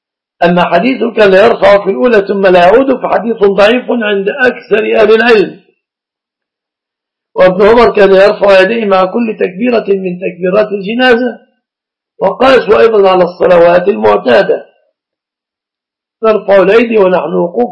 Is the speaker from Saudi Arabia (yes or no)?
no; Egypt; يعني عندنا في مصر أهل الإسلام الصداق في الغالب يكون متمثلا في الآتي